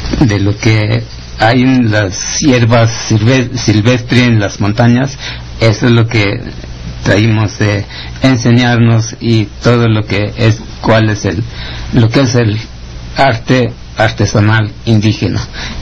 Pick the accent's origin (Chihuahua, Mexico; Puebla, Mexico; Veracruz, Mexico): Puebla, Mexico; Atlapahuatlán; vengo de Atlapahuatlán, Puebla